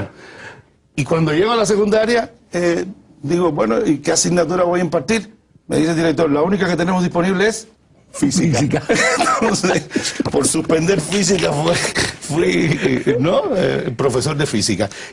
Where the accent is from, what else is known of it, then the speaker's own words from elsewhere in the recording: Havana, Cuba; Yo nací en Cayo Hueso. Sigo viviendo en Cayo Hueso, aunque vivo ahora en El Vedado. Pero mi estilo de vida quedó marcado por Cayo Hueso, el concepto del barrio